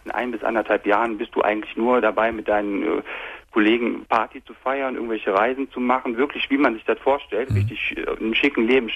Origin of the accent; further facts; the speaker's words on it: North Rhine-Westphalia, Germany; Ich komme aus der Nähe von Köln.